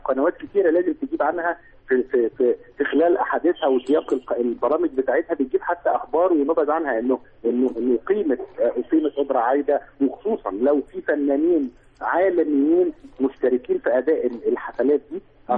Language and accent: Arabic; Egypt; واحنا مواطنين مصريين استحملنا بلدنا